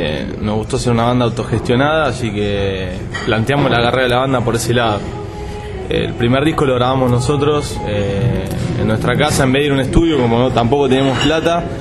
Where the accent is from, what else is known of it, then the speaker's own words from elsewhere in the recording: Temperley, Buenos Aires Province, Argentina; Somos tres hermanos de Temperley, una provincia del sur de la capital.